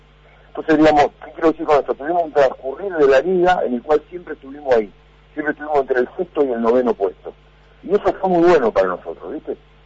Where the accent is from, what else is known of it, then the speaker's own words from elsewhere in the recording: Argentina; vos sabés cómo somos, y sobre todo como somos los argentinos, ¿no?